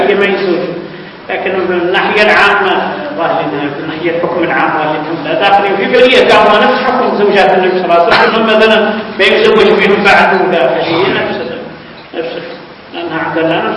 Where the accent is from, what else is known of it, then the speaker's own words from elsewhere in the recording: Mauritania; خاصة نحن موريتاني دائما عندنا اسم مركب